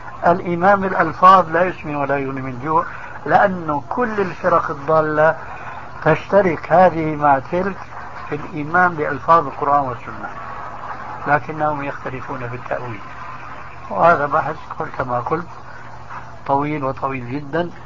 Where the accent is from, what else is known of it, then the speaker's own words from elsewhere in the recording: Syria; كما يقولون عندنا في سوريا